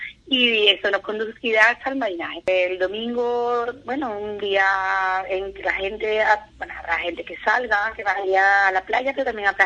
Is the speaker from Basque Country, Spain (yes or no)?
no; Andalusia, Spain; somos los andaluces, nos gusta mucho la cerveza